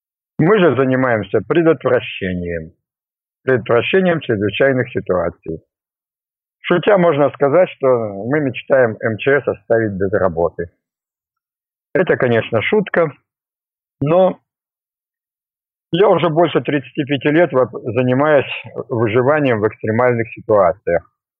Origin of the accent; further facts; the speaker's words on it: Yekaterinburg, Sverdlovsk Oblast, Russia; Я из Екатеринбурга, с Урала